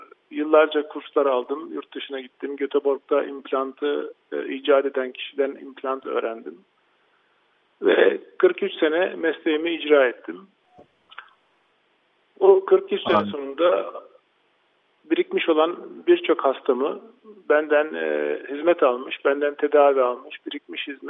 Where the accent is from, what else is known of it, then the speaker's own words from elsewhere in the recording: Bakırköy, Istanbul, Turkey; 1953 Bakırköy doğumluyum. Denize çok yakın bir yerde büyüdüm ve denize aşığı olarak yetiştim.